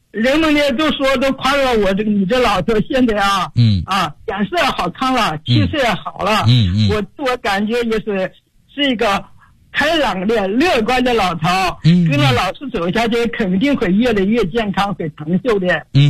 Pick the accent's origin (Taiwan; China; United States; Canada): China; Foshan, Guangdong; 我来自广东佛山，今年已经84周岁了。